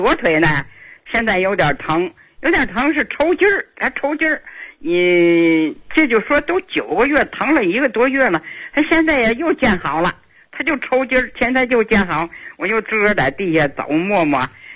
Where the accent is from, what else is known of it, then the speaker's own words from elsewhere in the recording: Tianjin, China; 我是天津的人。